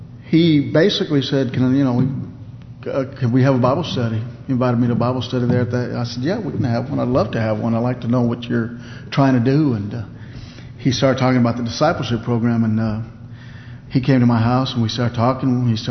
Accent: Texas, United States; I walked up, I'm from Texas, I went to Oklahoma.

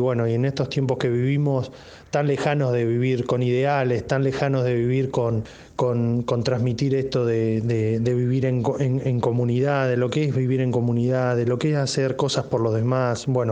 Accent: Olavarría, Buenos Aires Province, Argentina; Nosotros estamos más de 800 kilómetros de donde él vive. Soy de Olavarría, de la ciudad natal de él.

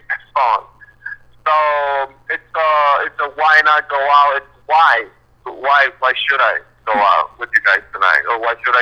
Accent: Puerto Rico; I'm planning to move to New York now. I'm from Puerto Rico, but yeah, I'm doing the transition.

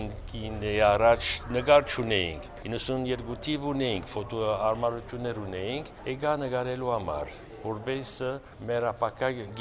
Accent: France; 92-ը եկել եմ որպես ֆրանսահայ։

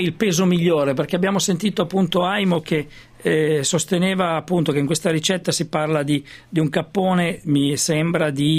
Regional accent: Emilia-Romagna, Italy; perché io ricordo che nelle mie parti, dalle mie parti in Romagna, c'è un detto

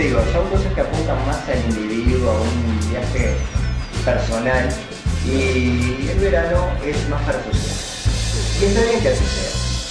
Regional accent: Uruguay; y como uruguayos consumidores y turistas

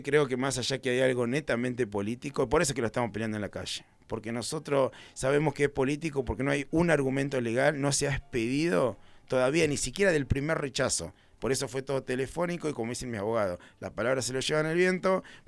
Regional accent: Capilla del Monte, Córdoba, Argentina; Nosotros también somos de Capilla. Mi abuelo trabajó toda la vida en el mercado municipal, mi padre también, se fue a Buenos Aires. Yo volví hace 12 años con un montón de sueños, pero tengo toda mi familia acá.

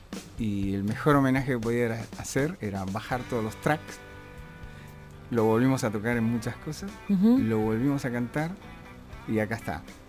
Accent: Buenos Aires, Argentina; Yo nací en Mariano Achino Boluapí, eso pertenece a Drago, Coglan y Villurquiza, ese sector. Y siempre me crié por ahí, un poco de Saavedra también.

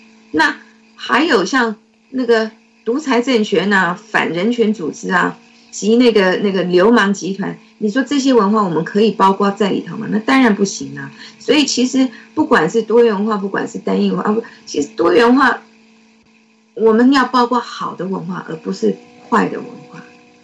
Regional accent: Taiwan; 我们从小在台湾接受的国民党给我们的教育

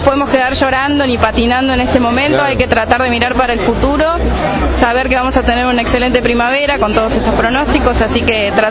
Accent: Buenos Aires Province, Argentina; Como todo bonaerense, con agua por todos lados.

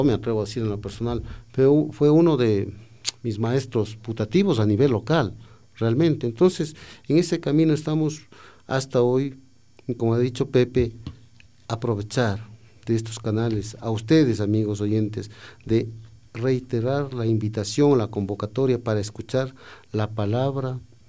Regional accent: Machachi, Pichincha, Ecuador; yo vengo del Cantón Mejía, soy exactamente de Machachi

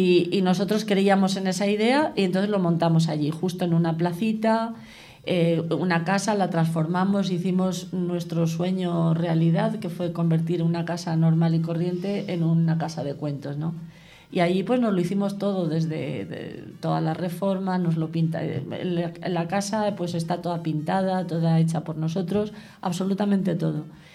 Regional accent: Valencian Community, Spain; also born or lived in Madrid; y el siguiente paso fue dejar Madrid e irnos ya definitivamente a Valencia. Una vez allí, el Cabañal fue para mí, y confieso, como valenciana, un descubrimiento.

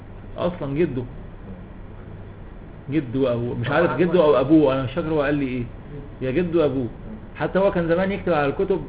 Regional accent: Cairo, Cairo Governorate, Egypt; born there; انا قاهري مولد والمنشا

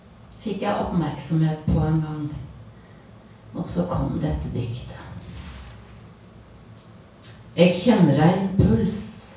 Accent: Telemark, Norway; Ja, jeg vokste opp i Telemark med utsikt over en fjord mellom fjell.

